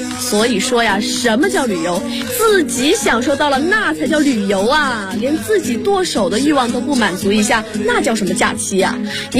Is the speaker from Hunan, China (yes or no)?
yes; Hunan, China; 我们湖南人撒可是五辣不欢的嘞